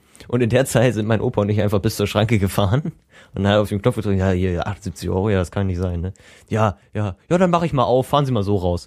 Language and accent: German; Northern Germany, Germany; Wir bauen stabil, wir sind Norddeutsche.